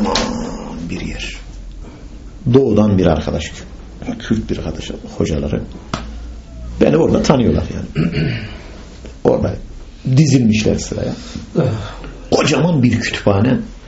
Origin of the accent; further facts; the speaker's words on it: Bayburt, Turkey; Bayburtluyum, ben Bayburtluyum.